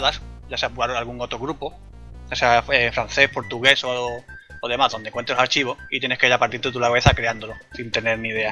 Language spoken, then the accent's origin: Spanish; Andalusia, Spain; Pues yo soy un andaluz que le encanta todo tipo de videojuegos